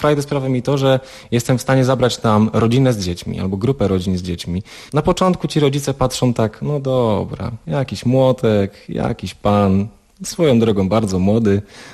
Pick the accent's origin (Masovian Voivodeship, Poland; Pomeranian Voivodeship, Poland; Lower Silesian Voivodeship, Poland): Lower Silesian Voivodeship, Poland; Miałem to szczęście, że wychowałem się na Dolnym Śląsku i w Sudety jeździłem dość często.